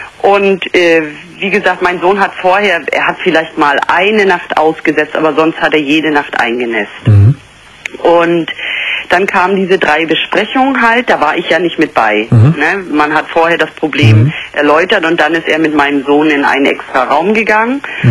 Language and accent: German; East Germany, Germany; also ich bin aus der DDR, das war damals noch 20 Ostmark.